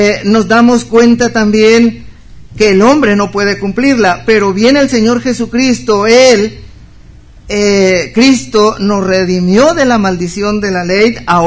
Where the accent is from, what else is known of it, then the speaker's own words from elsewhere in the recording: Mexico; Es de allí que nosotros como mexicanos somos libres de vivir en cualquier estado de la República.